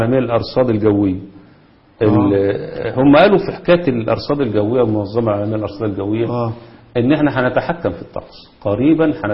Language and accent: Arabic; Egypt; الشبكات الرئيسية اللي موجودة عندنا في مصر